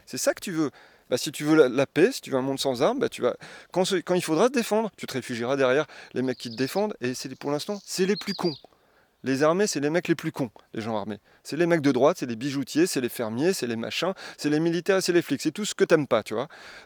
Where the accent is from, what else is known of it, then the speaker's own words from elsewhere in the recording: Tournai, Wallonia, Belgium; moi, je suis originaire de Tournai